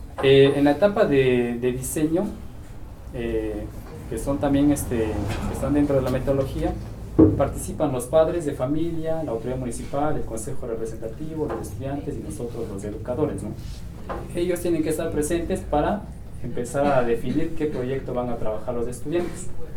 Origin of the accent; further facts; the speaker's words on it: San Andrés Solaga, Oaxaca, Mexico; Soy zapoteco de la Sierra Norte. Somos de ahí de San Andrés Solaga